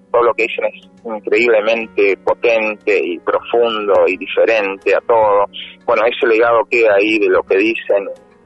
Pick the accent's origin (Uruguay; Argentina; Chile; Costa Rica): Argentina; General Roca, Río Negro; soy acá de la Patagonia, de Río Negro, nací en el Valle, en el Alto Valle de Río Negro, en Fisque Menuco